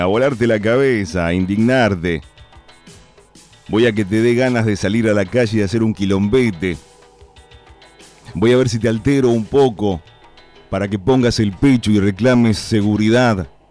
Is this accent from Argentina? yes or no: yes; Argentina; todos somos abogados los argentinos y somos médicos también